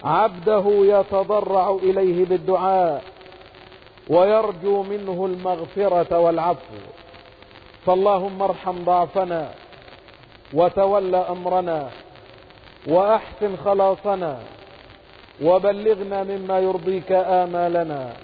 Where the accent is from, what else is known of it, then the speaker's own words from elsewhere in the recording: Egypt; واجعل بلدنا مصر أمنا أمانا، سخاء رخاء وسائر بلاد المسلمين